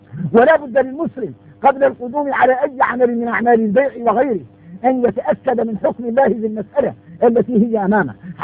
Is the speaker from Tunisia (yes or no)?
no; Mauritania; احنا موريتاني يريد نتدايقنا مع الصحراء خوتنا في الله